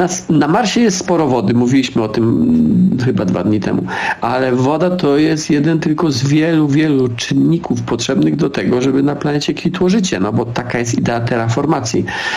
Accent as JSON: {"language": "Polish", "region": "Silesian Voivodeship", "country": "Poland", "said": "Ja jestem ze Śląska"}